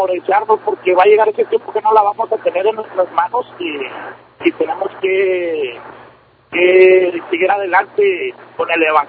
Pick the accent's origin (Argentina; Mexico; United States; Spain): United States; Brownsville, Texas; now in Houston, United States; Mire, yo soy originario de Brownsville, Texas.